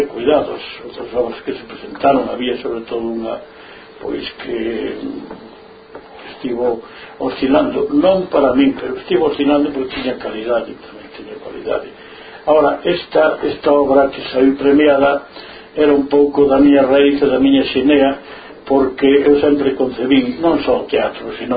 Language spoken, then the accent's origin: Galician; Galicia, Spain; Como somos galegos